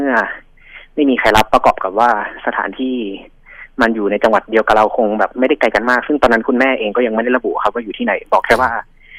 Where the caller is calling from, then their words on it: Pathum Thani, Thailand; ปทุมธานีครับ